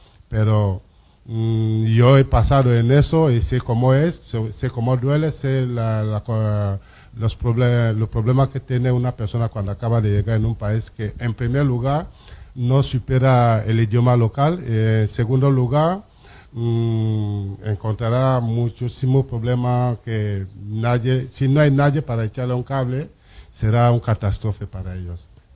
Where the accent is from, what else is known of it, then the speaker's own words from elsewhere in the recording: Cameroon; now in Valencia, Spain; soy de Camerún. Y como presidente de esa comunidad aquí en Valencia